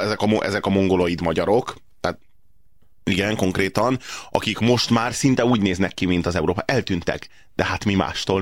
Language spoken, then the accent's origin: Hungarian; Hungary; Tehát állítólag mi magyarok vagyunk a szélsőségesek.